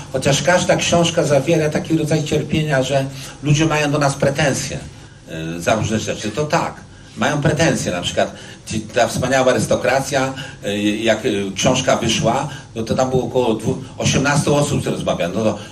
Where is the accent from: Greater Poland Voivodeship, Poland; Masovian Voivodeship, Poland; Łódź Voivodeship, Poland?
Łódź Voivodeship, Poland; Łódź; tak mnie wychowali, ja pochodzę z takiej rodziny. Coraz bardziej widzę, że to moje Mielczarskiego w Łodzi, to jest taka dzielnica blisko Bałt, jak Praga tutaj, ale ona była strasznie moralna.